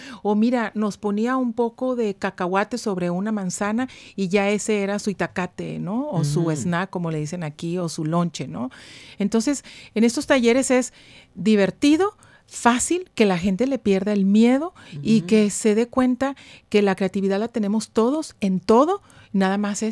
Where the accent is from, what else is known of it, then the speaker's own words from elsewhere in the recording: Guadalajara, Jalisco, Mexico; now in Monterrey, Mexico; uh-huh. nacida en Guadalajara, Jalisco, ya casi 30 años aquí en Monterrey.